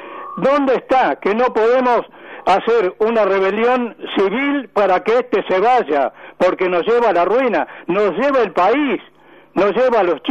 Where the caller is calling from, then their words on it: Quilmes, Buenos Aires Province, Argentina; llamo para agradecer, como le dije la vez anterior, como argentino